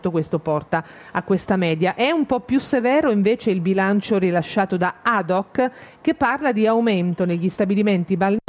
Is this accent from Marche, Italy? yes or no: yes; Marche, Italy; sono marchigiana, frequento quella spiaggia là da tutta la vita